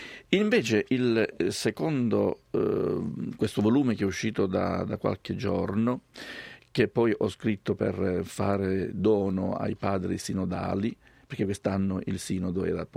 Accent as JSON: {"language": "Italian", "region": "Sicily", "country": "Italy", "said": "da buon siciliano mi piace la lingua siciliana e compongo molto bene anche in siciliano."}